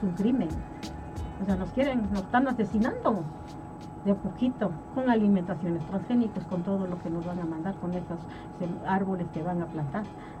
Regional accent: Guerrero, Mexico; incluso yo soy de Guerrero

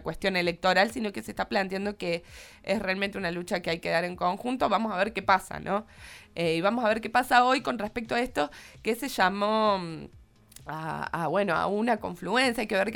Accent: Córdoba, Argentina; yo soy muy cordobesa, entonces no sé cuáles son las calles y demás

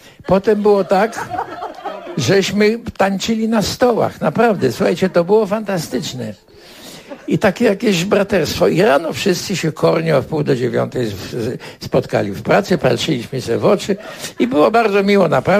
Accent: Warsaw, Masovian Voivodeship, Poland; Całe życie mieszkałem w Warszawie, jestem warszawiakiem. Będę zawsze ją kochał, bo to jest moje miasto.

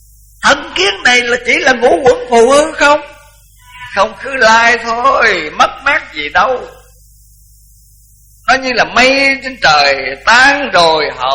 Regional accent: Mỹ Tho, Tiền Giang, Vietnam

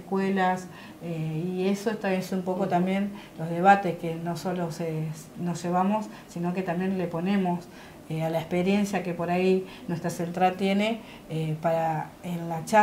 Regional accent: Buenos Aires, Argentina; nosotros somos de Buenos Aires y por ahí gestionamos más

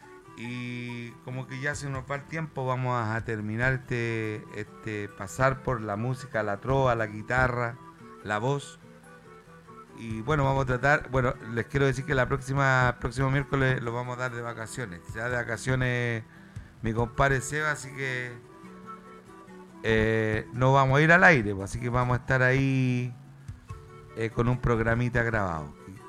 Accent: Chile; ha interpretado el quehacer y el decir de nuestra idiosincrasia como chileno

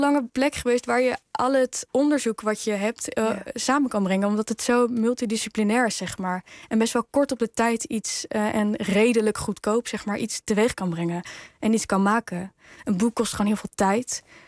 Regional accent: Netherlands; born there; Ik ben veilig opgegroeid. Ik heb een witte huid, een witte achtergrond. Ik ben in Nederland geboren.

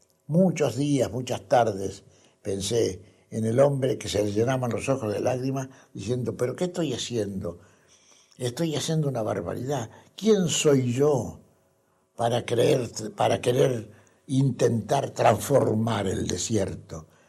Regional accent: Argentina; en mi país, acá en la Argentina y aquí en Córdoba

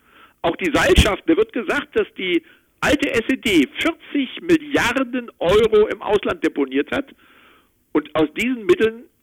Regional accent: North Rhine-Westphalia, Germany; now in Berlin, Germany; Nee, ich bin aus Westfalen ursprünglich.

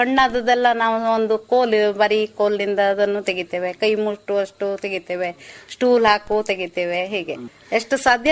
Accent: Bole, Karnataka, India; moved away as an adult; ನಾವ್ ಮೊದ್ಲು ಅಲ್ಲಿ ಬೋಳೆದಲ್ಲಿ ಇದ್ವಿ, ಮೂಲತಃ ನಾವು ಅಲ್ಲಿ. ನಾವು ಮದ್ವೆ ಆದ ಮಗು ಆದ್ಮೇಲೆ ಇಲ್ಲಿ ಬಂದು ಉಳ್ಕೊಂಡಿದ್ವಿ.

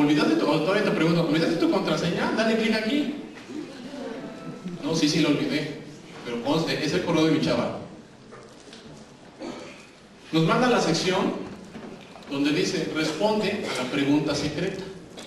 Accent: Mexico; Como buenos mexicanos, cuando nos piden llenar un formulario, siempre, no sé por qué, ahí sí somos perfectibles

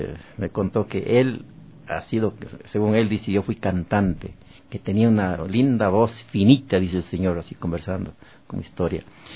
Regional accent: Azogues, Cañar, Ecuador; En mi tierra, yo como azogueño

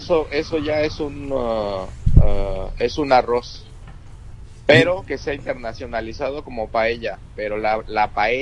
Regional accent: Mexico City, Mexico; No, pues porque soy chilango

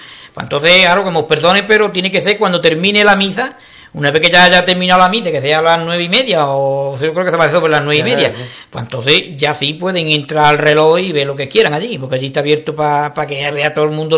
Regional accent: Ubrique, Andalusia, Spain; el que es ubriqueño, nació de aquí y es carnal, por lo menos a mí me duele mi pueblo, ¿no?

